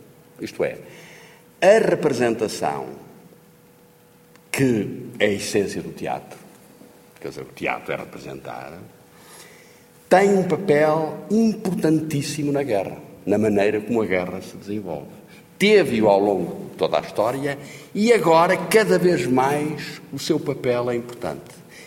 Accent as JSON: {"language": "Portuguese", "region": "Norte", "country": "Portugal", "said": "estou a falar para gente do Norte, de onde eu sou, do Porto, onde eu estudei"}